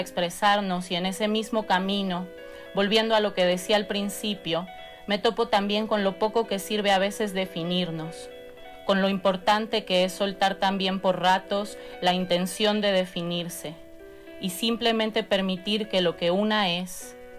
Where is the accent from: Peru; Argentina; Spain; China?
Argentina; also born or lived in Mexico; Soy argentina y mexicana.